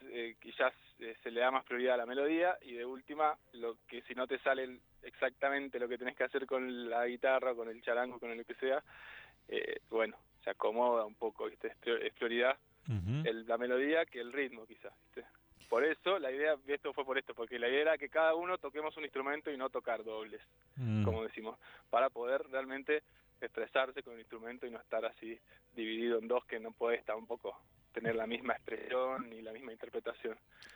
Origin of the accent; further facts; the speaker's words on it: Buenos Aires, Argentina; Me crié en Buenos Aires, ¿no?